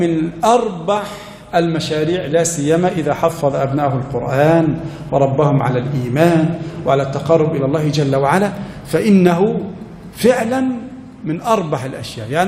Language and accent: Arabic; Egypt; قد يكون عدد المحافظة عندنا في مصر مثلا 5 ملايين